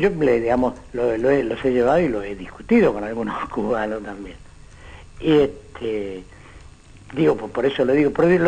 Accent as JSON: {"language": "Spanish", "town": "Florencio Varela", "region": "Buenos Aires Province", "country": "Argentina", "tie": "born there", "said": "Nací en Florencio Varela y viví"}